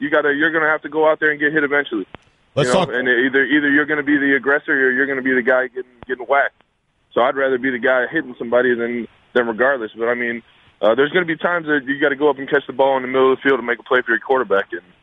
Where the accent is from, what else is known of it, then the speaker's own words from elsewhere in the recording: Cleveland, Ohio, United States; I mean, I'm from Cleveland, so I kind of peek at everything that goes on out there